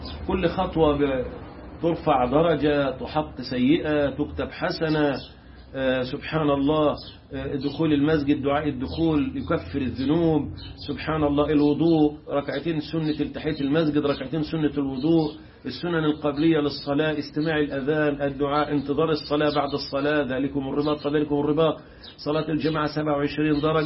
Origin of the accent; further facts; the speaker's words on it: Egypt; عندنا في مصر وطلعها فرنسا